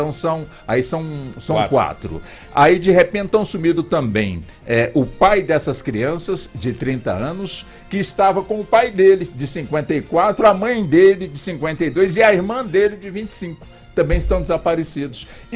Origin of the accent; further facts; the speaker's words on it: Anápolis, Goiás, Brazil; E aí, eu nasci lá na Vila São Jorge.